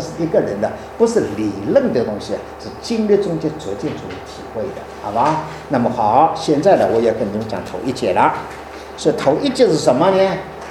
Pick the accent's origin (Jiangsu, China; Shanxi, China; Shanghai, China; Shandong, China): Shanghai, China; accent: Shanghai; 我的国语不太准确，我也得上海口音的